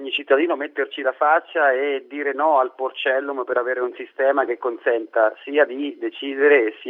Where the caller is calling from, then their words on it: Marche, Italy; dalle Marche.